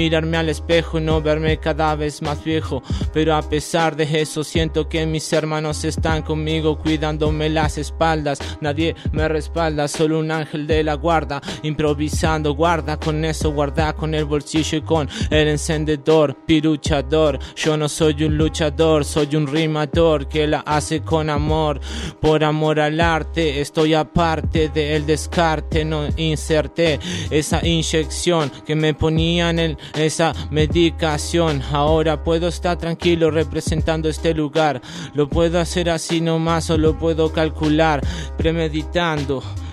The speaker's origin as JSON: {"language": "Spanish", "town": "Lanús", "region": "Buenos Aires Province", "country": "Argentina", "tie": "born or raised there", "said": "Yo me crié en Lanús, pero soy de BRC."}